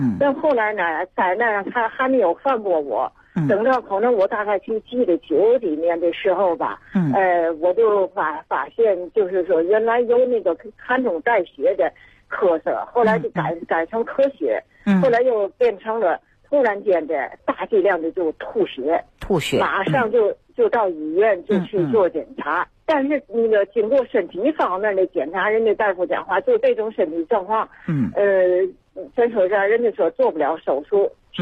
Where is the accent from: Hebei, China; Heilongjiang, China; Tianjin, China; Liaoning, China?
Tianjin, China; 我呢是来自天津的一个患者。